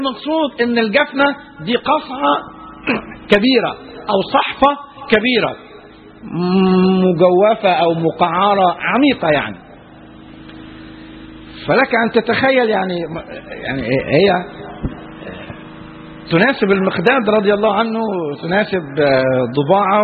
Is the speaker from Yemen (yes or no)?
no; Egypt; احنا عندنا في مصر المثل البلدي يقول لك